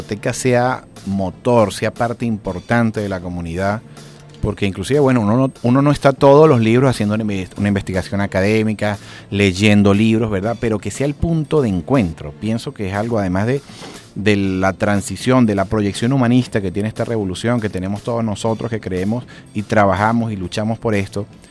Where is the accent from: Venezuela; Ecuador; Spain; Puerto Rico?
Venezuela; Andes; yo como foráneo de la ciudad de Caracas, yo soy de los Andes y efectivamente pues mi color de piel no refleja igual que el de acá, pero igual somos venezolanos, igual tenemos una mezcla, igual tenemos las mismas raíces